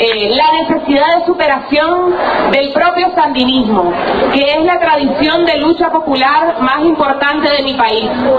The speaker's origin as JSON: {"language": "Spanish", "country": "Nicaragua", "lives_now": "Argentina", "said": "Yo soy nicaragüense, popularmente conocida en Argentina como …."}